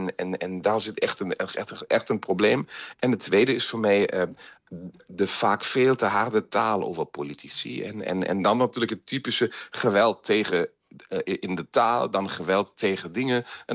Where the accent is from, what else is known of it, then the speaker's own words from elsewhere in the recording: Germany; Kijk eens, we kijken als Duitsers altijd in ons echt donkere jaren van de Weimar-republiek.